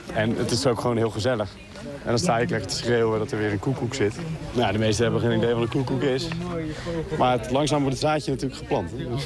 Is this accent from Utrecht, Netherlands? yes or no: no; Waterland, North Holland, Netherlands; En voor de rest, ik kom uit Waterland, dus daar hebben we ook altijd op de vogels gelet.